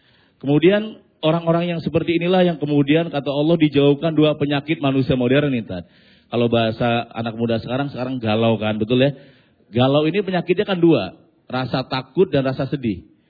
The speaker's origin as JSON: {"language": "Indonesian", "town": "Losari", "region": "Central Java", "country": "Indonesia", "tie": "born or raised there", "said": "kampung saya itu perbatasan Cirebon Brebes, jadi lebih ke Losari Brebes."}